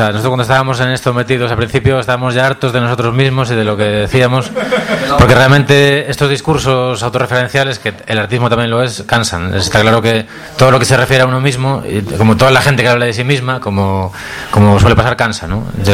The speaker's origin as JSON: {"language": "Spanish", "town": "Pontevedra", "region": "Galicia", "country": "Spain", "said": "Soy de Pontevedra, soy más del Celta."}